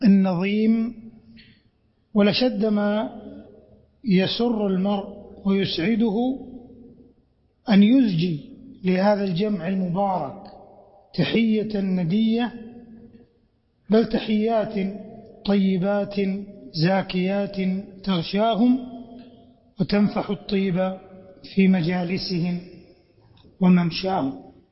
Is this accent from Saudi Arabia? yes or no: yes; Saudi Arabia; بلادنا المملكة العربية السعودية عنيت بالعلم والتعليم